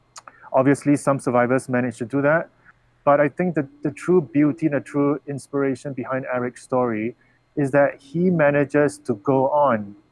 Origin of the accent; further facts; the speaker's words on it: Singapore; You know, I'm from Singapore, and we are known very well around the world for being very efficient, for great in mathematics and science.